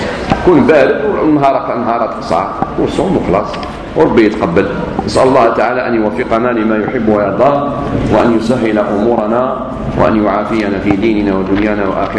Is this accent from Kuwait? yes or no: no; Algeria; خاصة بعد الاستقلال كان عندنا في الجزائر الدروس المسائية